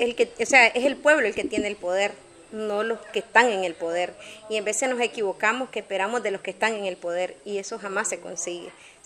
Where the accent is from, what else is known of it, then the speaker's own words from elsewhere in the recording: Fonseca, La Guajira, Colombia; la Fonseca es mi pueblo donde nací, mi pueblo donde crecí y mi pueblo por lo que luché, mi patria, mis tierras. Y para nosotros los campesinos la tierra es como nuestra madre